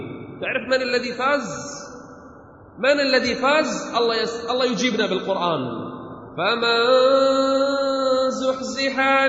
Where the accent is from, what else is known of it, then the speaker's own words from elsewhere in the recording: Kuwait; بل من يصدق عندنا بالكويت